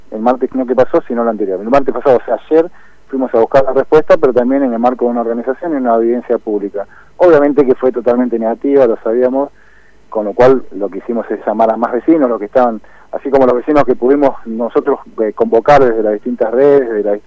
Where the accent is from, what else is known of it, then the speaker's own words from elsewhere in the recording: Moreno, Buenos Aires Province, Argentina; Yo soy de Moreno